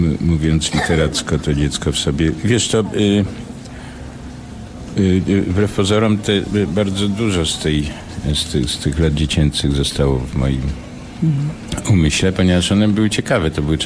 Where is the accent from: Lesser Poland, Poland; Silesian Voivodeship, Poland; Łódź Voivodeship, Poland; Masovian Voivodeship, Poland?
Lesser Poland, Poland; Nowy Sącz; No tak, Łemkoszczyzna, Nowy Sącz, Sądeckie. Mhm. Jestem góralem niskopiennym. Spędziłem tam, jak się ostatnio okazało, chyba 7 lat w sumie pierwszych, więc ważnych.